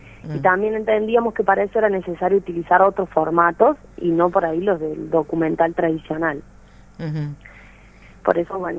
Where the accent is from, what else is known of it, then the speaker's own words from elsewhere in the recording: Catamarca, Argentina; Sí, yo soy de Catamarca.